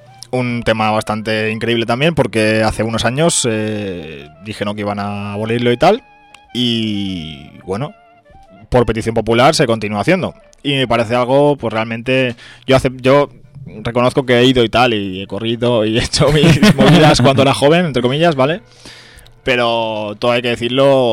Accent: Valencian Community, Spain; ya que somos valencianos, ¿no? Pues quieras que no, te gusten más o menos las fallas, pues son de aquí, ¿no?

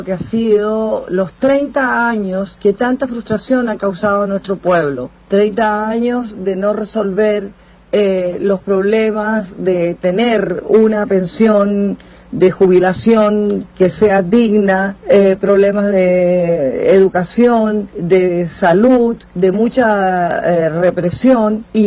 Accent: Chile; moved away as an adult; now in Panama; chilena, exiliada, sobreviviente de prisión y tortura, que vivo en Panamá desde hace muchos años.

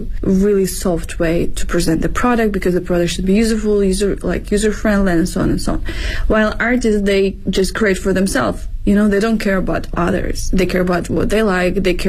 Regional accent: Ukraine; now in Beijing, China

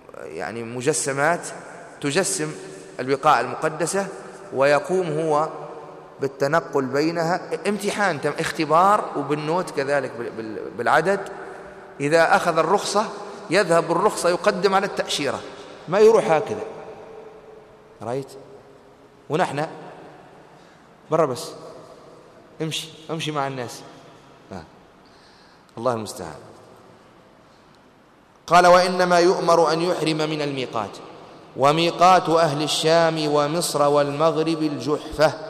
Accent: Tunisia; فهل الآن ونحن من أهل تونس هل من المدينة نذهب فنحرم من ميقات بلادنا

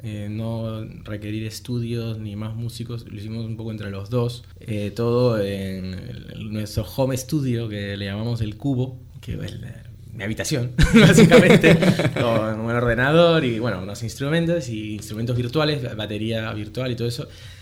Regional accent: Lima, Peru; also born or lived in Murcia / Madrid; now in Spain; Yo soy de Lima, pero digamos

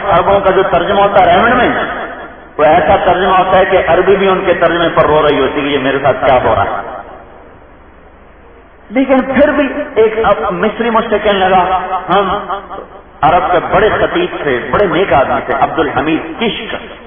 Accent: Punjab, Pakistan; ایک جماعت آئی ہمارے تلمبا، ہمارا ساتھی آپ کے گاؤں قصبہ ہے، ساتھ میرا گاؤں ہے

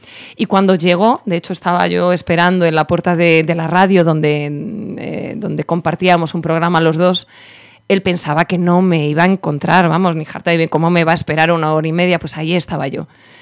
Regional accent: Spain; pues estaban durmiendo una siesta, que somos españoles, claro.

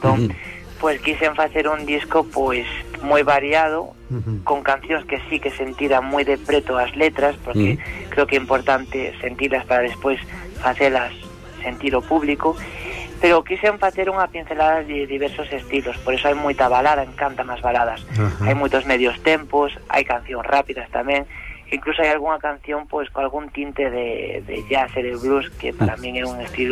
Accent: Santiago de Compostela, Galicia, Spain; deronos a oportunidade a min e a outro grupiño de xóvenes aquí de Compostela

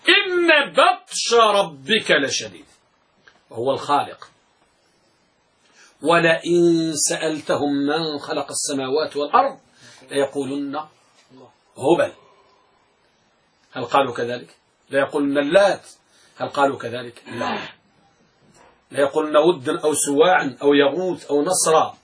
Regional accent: Morocco; ولهذا أحد الجلادين عندنا بالمغرب يدعى عبد العاطي

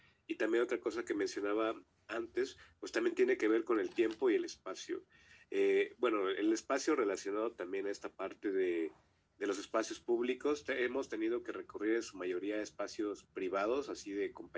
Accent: Xochimilco, Mexico City, Mexico; nosotros somos de Xochimilco, ahí para que parezca una referencia, ¿no?

